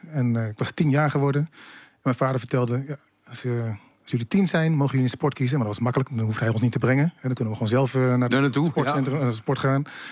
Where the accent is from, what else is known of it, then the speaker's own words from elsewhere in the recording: Assen, Drenthe, Netherlands; Ik kom uit Assen-Oost en ik ben dan nooit op vakantie geweest.